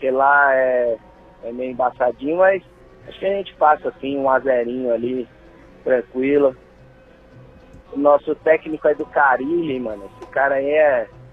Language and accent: Portuguese; Guarulhos, São Paulo, Brazil; Eu sou da Vila Galvão